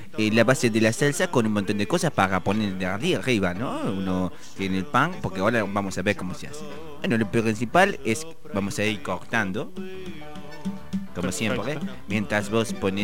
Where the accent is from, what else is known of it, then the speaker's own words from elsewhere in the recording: Paris, Île-de-France, France; born there; Spanish is a second language; es un dialecto que tenemos en París, en una parte de París donde yo nací.